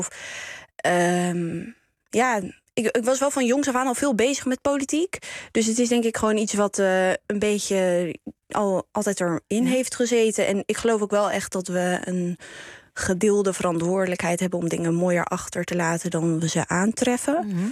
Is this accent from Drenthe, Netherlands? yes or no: no; Nijkerk, Gelderland, Netherlands; Ik ben zelf opgegroeid in Nijkerk.